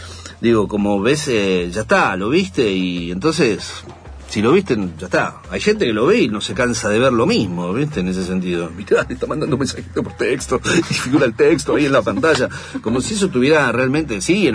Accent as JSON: {"language": "Spanish", "country": "Argentina", "said": "Imaginen eso, soy argentino, no me lleven."}